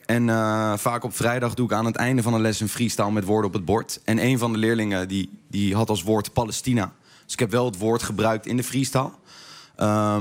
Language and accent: Dutch; The Hague, South Holland, Netherlands; Ik ben opgegroeid in Den Haag met freestylen, zeg maar.